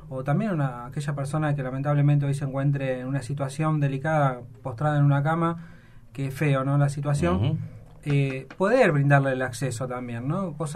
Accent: Chaco, Argentina; Yo vengo del Chaco del Impenetrable

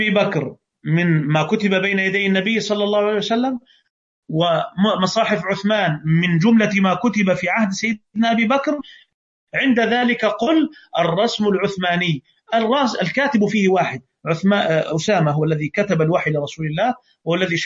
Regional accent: Egypt; عندنا في مصر

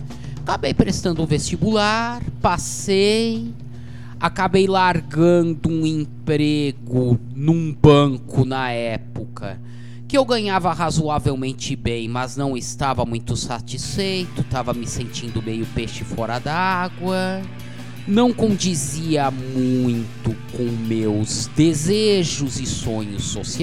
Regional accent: Campinas, São Paulo, Brazil; moved away as an adult; now in São Carlos, Brazil; Estou aqui em São Carlos desde 2007, de onde eu vim de Campinas para fazer biblioteconomia.

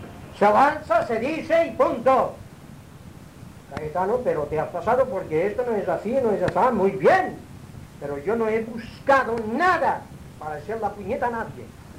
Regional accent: Balearic Islands, Spain; mallorquín, no tengo estudios.

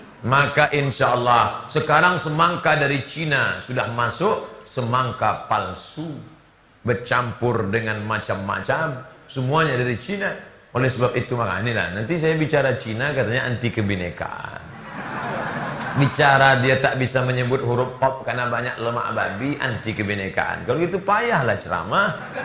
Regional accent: Riau, Indonesia; Saya dari Riau, kabupaten di tempat kami, ada yang zakatnya 10 miliar.

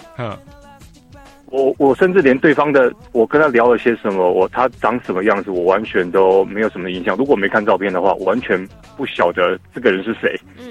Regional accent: Taiwan; 我是台湾来的。

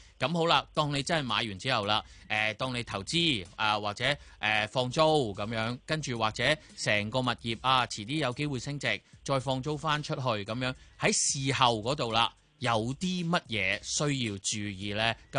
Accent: Hong Kong; 如果我哋香港人以至内地嘅朋友话，一见到呢啲就可能真係啊大吉利是咁样

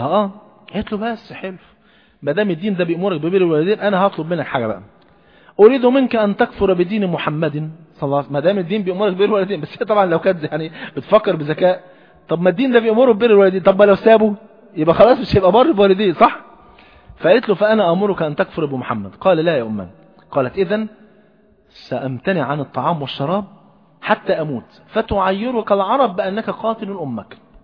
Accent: Egypt; حتى المثل عندنا في مصر يقول ايه؟

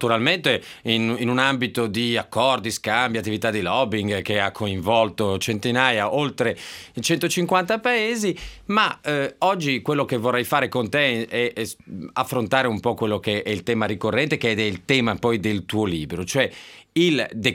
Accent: Milan, Lombardy, Italy; mi ha un po' colpito francamente da milanese

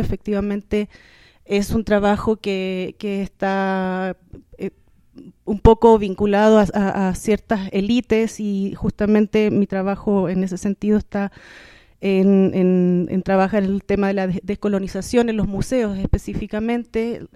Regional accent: Chile; es fuerte para nosotras como chilenas que hemos estado esperando durante mucho tiempo este despertar de nuestra gente

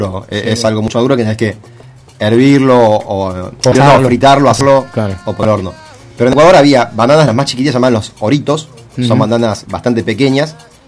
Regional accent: Argentina; porque somos pocos argentinos, digamos, está bastante arriba para lo que es la cantidad de población

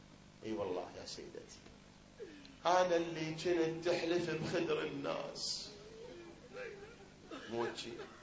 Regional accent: Iraq; احنا الآن هذا بلدنا العراق الحبيب الغالي الكريم، بلد الأنبياء وبلد الأئمة

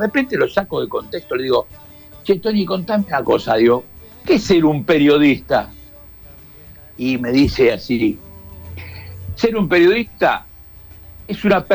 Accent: Quilmes, Buenos Aires Province, Argentina; porque soy nacido y criado en Quilmes

